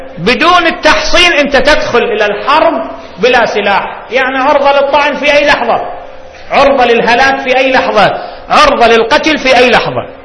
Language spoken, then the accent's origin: Arabic; Baghdad, Baghdad Governorate, Iraq; تفجير صار عندنا ببغداد وراحوا أكثر من 100